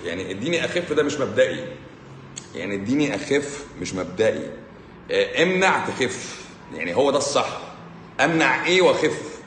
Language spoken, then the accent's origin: Arabic; Egypt; من عندنا في مصر